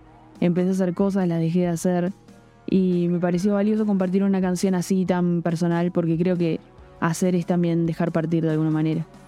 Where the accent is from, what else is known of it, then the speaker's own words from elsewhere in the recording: Gualeguaychú, Entre Ríos, Argentina; born there; now in Buenos Aires, Argentina; Yo nací en Gualeguaychú, que es una ciudad del interior del país, y la canción cuenta un poco la experiencia de cuando vine a estudiar y a vivir a la ciudad de Buenos Aires.